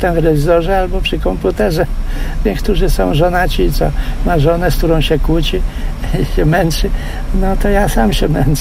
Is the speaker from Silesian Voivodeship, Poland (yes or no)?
no; Toruń, Kuyavian-Pomeranian Voivodeship, Poland; born there; also born or lived in Kamień Pomorski; A w ogóle to się urodziłem koło Torunia, ale mieszkałem w Kamieniu Pomorskim długo. No i stamtąd przyjechałem i już to na stałe, w 61.